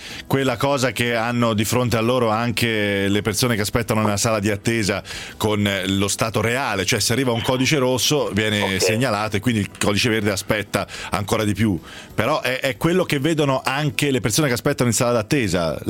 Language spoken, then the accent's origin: Italian; Tuscany, Italy; Io sono toscano come lei, noi si dice figuretta